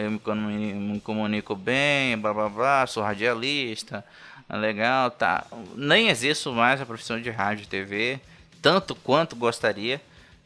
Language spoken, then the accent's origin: Portuguese; Bahia, Brazil; accent: Bahian; desculpa o sotaque de baiano também, né? Eu sou baiano, eu tenho vergonha de ser baiano.